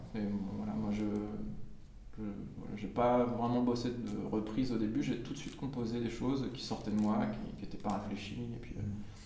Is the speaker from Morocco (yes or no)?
no; France; Il faudra que je le fasse parce que je suis français et puis.